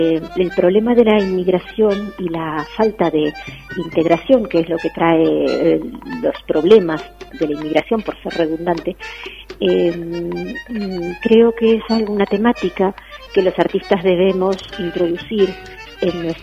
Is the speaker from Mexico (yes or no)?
no; Buenos Aires, Argentina; moved away as an adult; now in Madrid, Spain; Vengo desde Buenos Aires, Argentina, hasta Madrid.